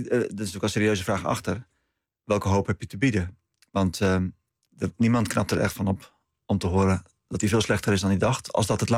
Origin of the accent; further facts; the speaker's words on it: Netherlands; Om echt onder ogen te zien dat wij als Nederlanders met dit land niet aan de goede kant van de geschiedenis stonden.